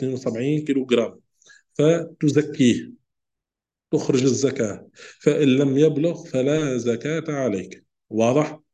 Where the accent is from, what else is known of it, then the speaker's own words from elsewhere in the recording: Tunisia; يعني عندنا في تونس نقول هو الجلجلان.